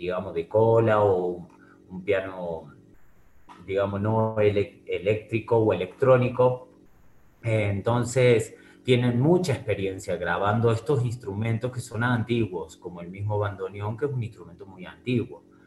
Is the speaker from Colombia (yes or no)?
no; Córdoba, Argentina; músicos que interpretamos somos argentinos. Y no de Buenos Aires solamente, sino de distintas provincias. Yo soy de Córdoba